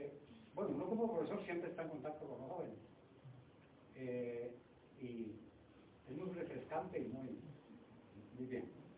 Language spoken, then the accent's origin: Spanish; Cartago, Costa Rica; Yo me crié en Cartago